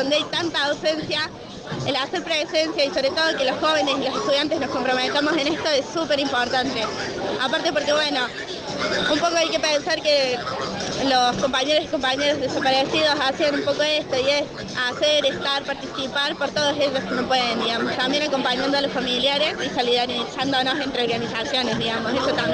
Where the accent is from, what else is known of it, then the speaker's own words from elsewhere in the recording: Jesús María, Córdoba, Argentina; Nosotros somos de Jesús María, del interior.